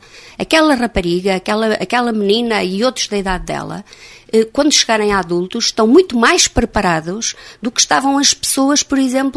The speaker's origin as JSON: {"language": "Portuguese", "town": "Oliveira", "country": "Portugal", "tie": "born or raised there", "said": "Quando eu era adolescente, aqui em Oliveira, estudavam os filhos das pessoas que tinham dinheiro para pagar o colégio."}